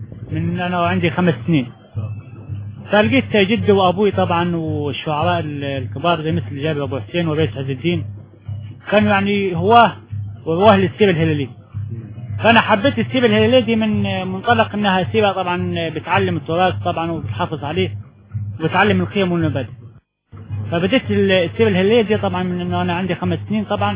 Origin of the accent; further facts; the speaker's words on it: Girga, Sohag Governorate, Egypt; انا من سوهاج مركز جرجة قبة المشودة.